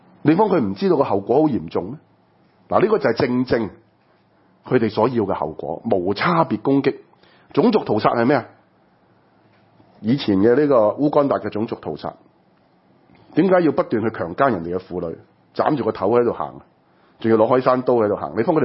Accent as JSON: {"language": "Cantonese", "country": "Hong Kong", "said": "就係我哋香港人應該點呢？"}